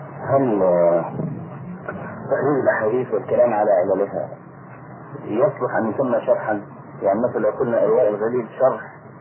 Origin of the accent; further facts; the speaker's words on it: Egypt; يعني احنا عندنا في مصر الموظف ياخد 40 جنيه مثلا